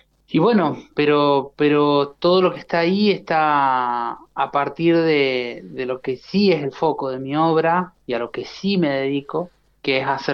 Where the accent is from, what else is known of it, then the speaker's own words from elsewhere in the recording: San José, Mendoza, Argentina; Yo soy de acá de Mendoza, sí, nací en San José, estudié la carrera de producción musical en la provincia de San Luis.